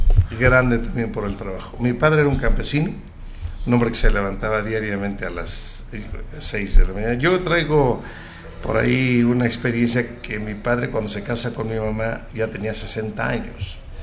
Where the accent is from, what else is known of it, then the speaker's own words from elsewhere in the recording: Tlajomulco, Jalisco, Mexico; soy gente de campo, orgullosamente. Soy de Tlajomulco